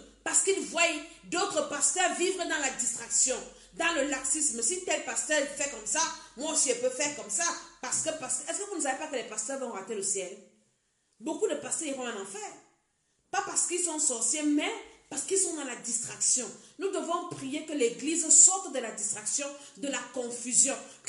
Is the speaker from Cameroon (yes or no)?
yes; Cameroon; now in France; Moi, je suis en France. Je suis en train de prier pour la France. Je prie pour le Cameroun, mon pays d'origine.